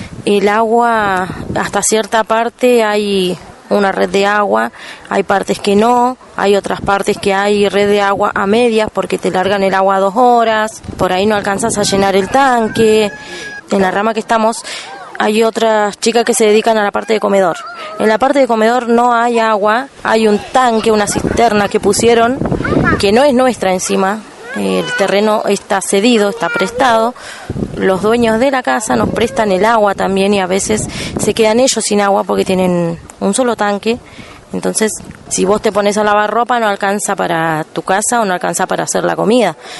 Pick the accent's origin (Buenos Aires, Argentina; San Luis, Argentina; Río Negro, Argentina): Río Negro, Argentina; Balsa Las Perlas; vengo de Balsa Las Perlas. Estamos a dos puentes de Cipolletti